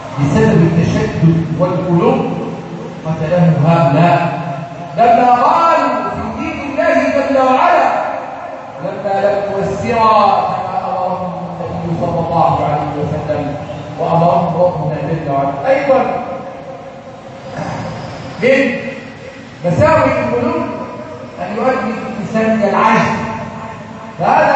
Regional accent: Egypt; اللهم اجعل بلدنا مصر امنا امانا

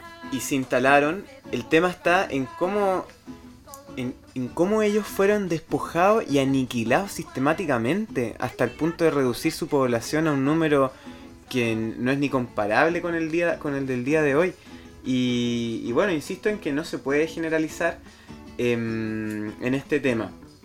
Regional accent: Chile; hay mapuches que no se reconocen como tales, que se asumen como chilenos, por ejemplo, y que buscan una vida como la entendemos los chilenos, que queremos vivir tranquilamente, estudiar, tener una casa, un trabajo.

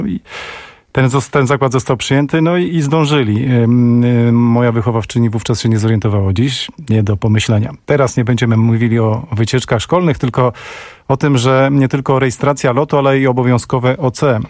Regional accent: Warsaw, Masovian Voivodeship, Poland; pochodzę z warszawskiego Brudna.

